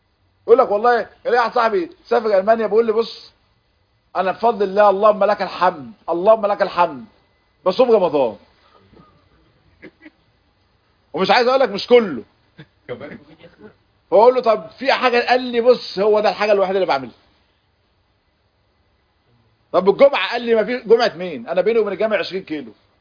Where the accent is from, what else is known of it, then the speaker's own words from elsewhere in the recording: Gaza Strip, Palestine; احنا محاصرين بقالنا سنين بس احنا عمرنا ما فيش اصلا حاجه اسمها يهود في غزه.